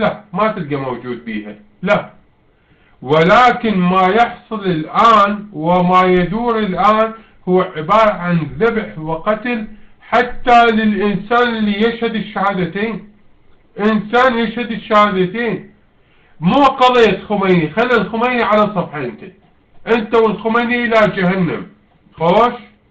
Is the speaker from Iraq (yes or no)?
yes; Iraq; احنا شعب عراقي، شعب اساسا من زمان